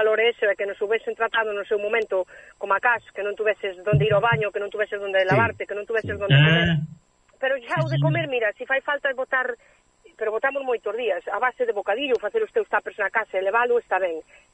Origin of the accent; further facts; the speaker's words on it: Galicia, Spain; also born or lived in Switzerland; inda que son de nacimiento suiza... pois son gallega, pero co orgullosa que estou eu da miña terra, do meu idioma